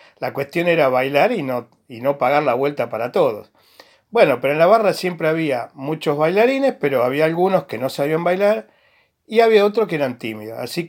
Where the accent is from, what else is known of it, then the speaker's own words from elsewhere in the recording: Huinca Renancó, Córdoba, Argentina; cuando yo tenía 16, 17 años en la ciudad de Huincarnancó, mi ciudad natal en Córdoba.